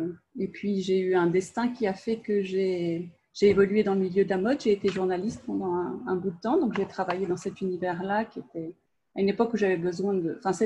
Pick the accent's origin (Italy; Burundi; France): France; je suis française et j'habite en Normandie, dans le nord-ouest de la France.